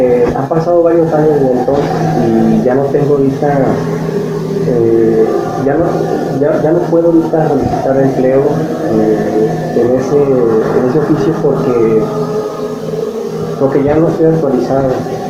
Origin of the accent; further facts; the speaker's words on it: Sinaloa, Mexico; yo tuve unos problemas en Sinaloa, que es de donde soy